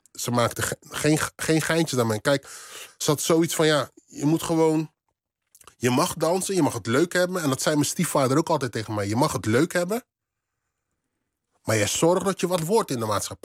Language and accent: Dutch; Rotterdam, South Holland, Netherlands; want ik kwam uit Rotterdam-West